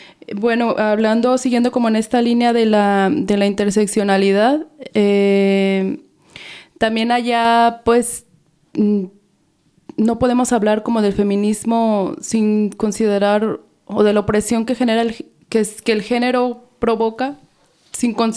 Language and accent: Spanish; Mexico; yo soy mexicana y voy a hablar un poco como la experiencia